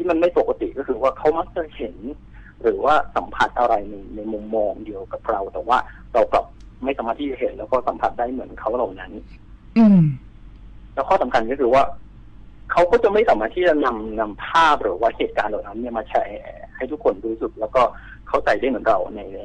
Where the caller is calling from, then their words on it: Bang Bua Thong, Nonthaburi, Thailand; บางบัวทองครับผม